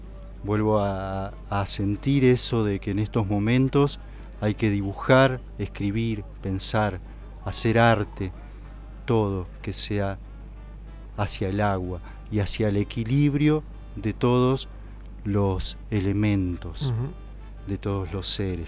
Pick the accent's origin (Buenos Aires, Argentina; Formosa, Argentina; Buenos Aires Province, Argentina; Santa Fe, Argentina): Santa Fe, Argentina; San José del Rincón; Allá en Mis Pagos, en Santa Fe, donde yo nací, y después viví cerca del río, en un pueblito muy pintoresco de pescadores que se llama San José del Rincón. Yo vivía cerca del río